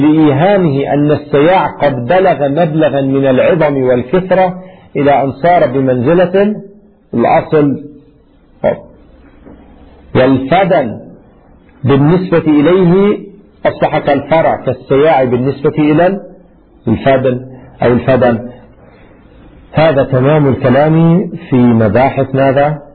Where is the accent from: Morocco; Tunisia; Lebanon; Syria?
Lebanon; ما أدري شو السمع عندنا في لبنان؟